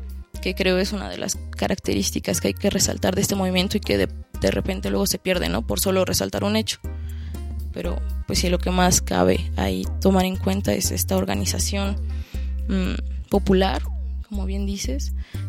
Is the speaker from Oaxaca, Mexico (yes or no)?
no; Mexico City, Mexico; a pesar de que soy del DF y no soy campesina y vivo en esta época y no hace 50 años